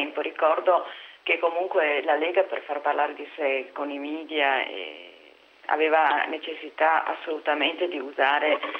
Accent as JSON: {"language": "Italian", "region": "Piedmont", "country": "Italy", "said": "io sono piemontese e appartengo ad un movimento che rivendica l'identità di diversi popoli. Noi siamo molto diversi come piemontesi dai lombardi, siamo diversi dai veneti."}